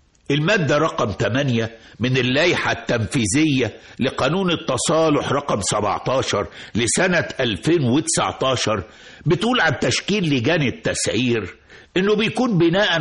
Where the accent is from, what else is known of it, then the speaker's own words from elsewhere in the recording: Mansoura, Dakahlia, Egypt; امال ليه الاسعار العالية دي عندنا في المنصورة في حي الزعفران والجامعة